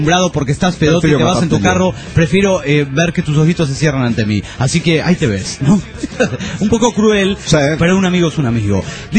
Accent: Juliaca, Puno, Peru; de Juliaca, Perú.

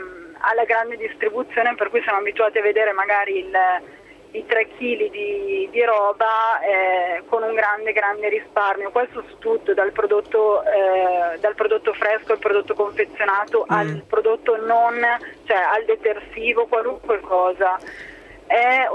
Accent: Pavia, Lombardy, Italy; e anche io sono di Pavia, per cui viaggio tra Milano e Pavia

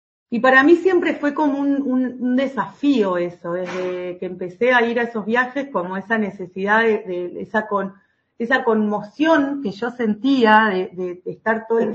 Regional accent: Entre Ríos, Argentina; en los pueblitos de donde vengo yo, ¿no? De pueblitos del interior de la provincia

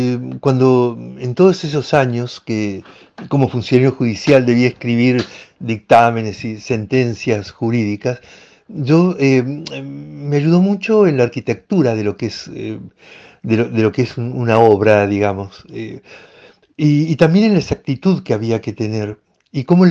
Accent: Córdoba, Argentina; Soy de Argentina, nací en la ciudad de Córdoba, la segunda del país en habitantes, una ciudad de cierta tradición colonial, colonial española, un poco diferente a lo que es Buenos Aires

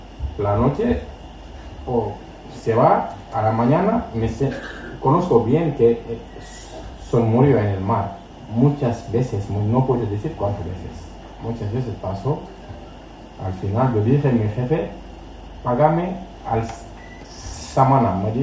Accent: Senegal; Spanish is a second language; Soy de Senegal, la vida mal con mi familia, luego paso, soy soldador de barcos.

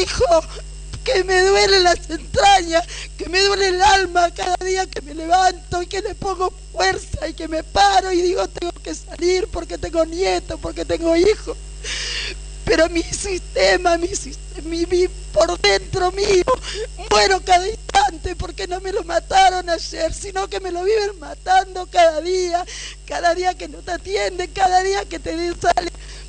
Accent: Buenos Aires, Argentina; Porque soy de Villa 20

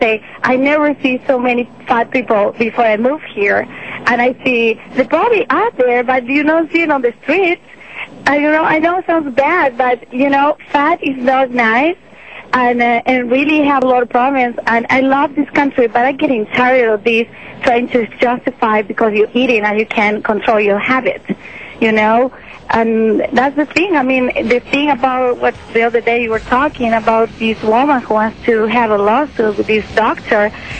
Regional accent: Argentina; I'm from Argentina, and I was calling because over there, if you go for a receptionist position, you need to show your picture.

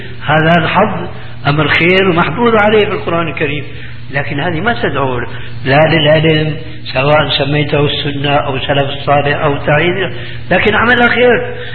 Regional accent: Syria; يقولون عندنا في سوريا عزيز بدون قيام

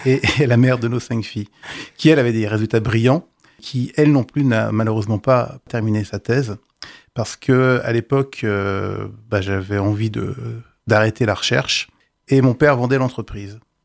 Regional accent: Neufchâteau, Grand Est, France; Moi, je suis de Neufchâteau dans les Vosges.

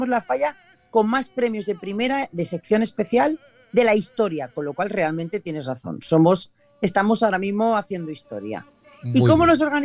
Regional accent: Valencian Community, Spain; Con lo cual, como valenciana, para mí es un renacer.

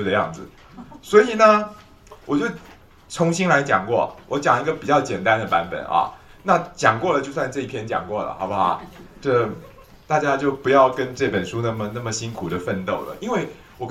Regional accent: China; 所以我们中国人讲的六气之变啊，

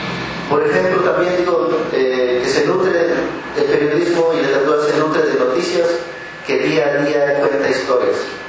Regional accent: Oaxaca, Mexico; Porque también nosotros como Oaxaqueños estábamos aprendiendo a hacer periodismo.

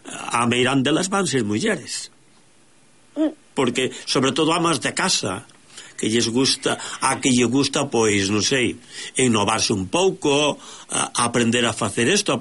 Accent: Galicia, Spain; now in Sant Boi de Llobregat, Spain; xa non sei se son de aquí ou son de alí, pero, como digo sempre, somos os galegos do Mediterráneo.

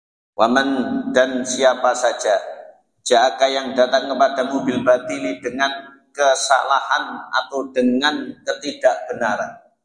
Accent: Java, Indonesia; apalagi kita orang Jawa, enak enggak enak ngene wong

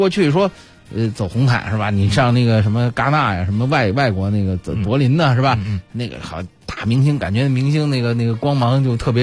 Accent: Beijing, China; 这个作为一个北京人比较惭愧啊。

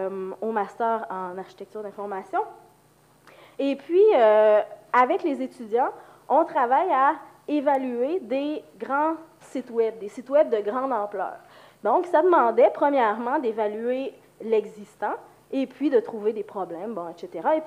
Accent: Quebec, Canada; accent: Quebec; now in Lyon, France; Donc, je vais faire mon possible avec ma grippe, mon accent québécois, pour que vous puissiez bien comprendre.

